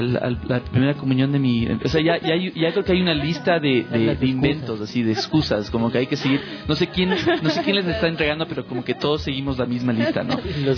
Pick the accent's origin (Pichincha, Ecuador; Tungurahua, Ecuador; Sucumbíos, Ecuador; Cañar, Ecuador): Pichincha, Ecuador; Quito; born there; yo sí nací aquí en Quito. Mi hermano mayor y yo nacimos en Quito, pero mi otro hermano y mi hermana nacieron en el exterior. Soy un poco más ecuatoriana que ellos.